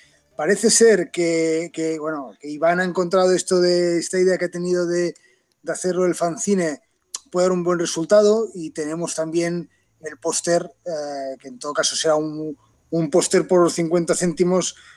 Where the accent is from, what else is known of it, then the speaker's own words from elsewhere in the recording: Catalonia, Spain; o sea, que somos catalanes, ¿sabes?